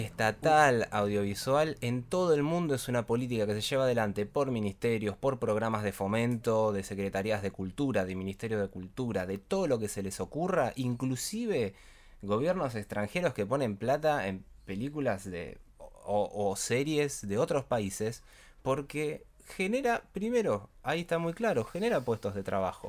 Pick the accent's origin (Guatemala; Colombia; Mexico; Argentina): Argentina; Los espectadores somos nosotros, somos los argentinos.